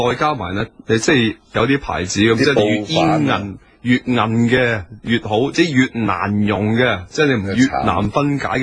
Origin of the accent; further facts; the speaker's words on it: Hong Kong; 我哋香港人、中国人唔系要豪